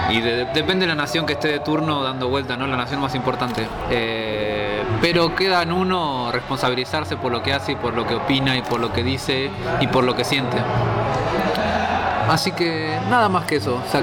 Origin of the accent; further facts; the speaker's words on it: Argentina; la mirada del extranjero que llega a Argentina es que dicen que opina mucho, pero nosotros hablamos mucho, nada más